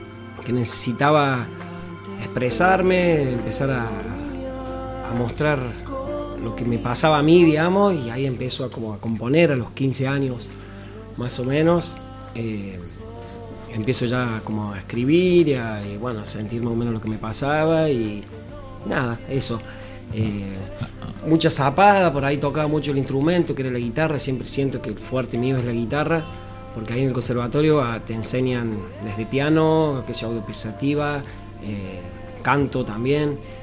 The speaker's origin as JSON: {"language": "Spanish", "town": "Hernando", "region": "Córdoba", "country": "Argentina", "said": "Yo soy de Hernando."}